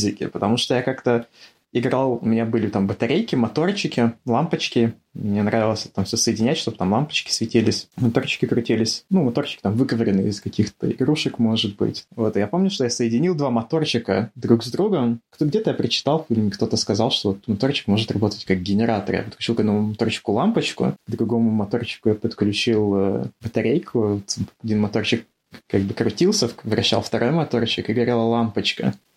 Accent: Cherepovets, Vologda Oblast, Russia; born there; also born or lived in Saint Petersburg; Я родился в Череповце, когда мне было... Ну, примерно, на самом деле, даже когда я родился, родители еще до того, как я родился, на самом деле, переехали в Питер на учебу. Мама вернулась в Череповец, как бы, меня рожать.

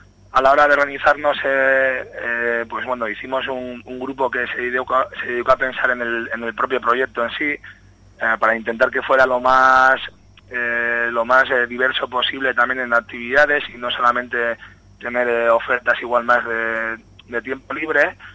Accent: Bilbao, Basque Country, Spain; yo soy de Otxarkoaga

